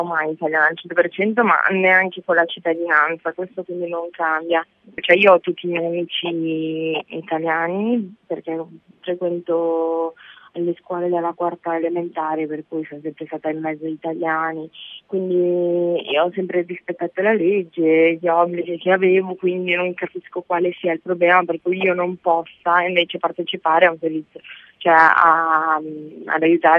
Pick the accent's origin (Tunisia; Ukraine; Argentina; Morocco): Ukraine; Io, essendo ucraina, no.